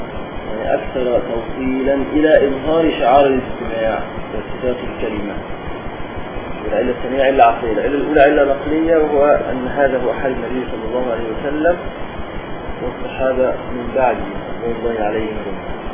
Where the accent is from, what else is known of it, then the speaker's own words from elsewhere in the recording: Upper Egypt, Egypt; كان يحصل عندنا في الصعيد